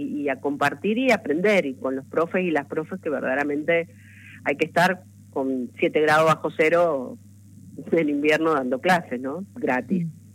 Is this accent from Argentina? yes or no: yes; Mendoza, Argentina; vengo de Mendoza, pero voy a estar en la marcha con ustedes